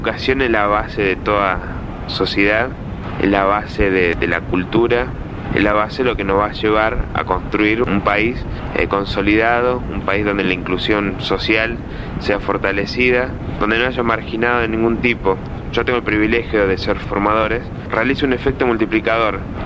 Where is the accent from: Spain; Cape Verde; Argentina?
Argentina; Balnearia, Córdoba; el pueblo de Balnearia, que es donde somos originarios nosotros, sino los pueblos aledaños